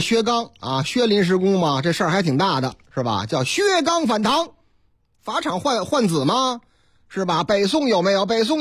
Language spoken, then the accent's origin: Chinese; Chengdu, Sichuan, China; 我就是成都人哦，啊，这是我的老家嘛。